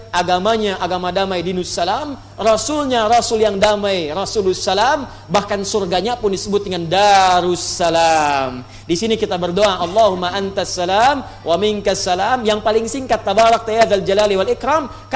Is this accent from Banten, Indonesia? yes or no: yes; Pandeglang, Banten, Indonesia; born there; Di tempat kelahiran kami di Pandeglang, di Matla Al Anwar, ya, di MA Matlaul Anwar.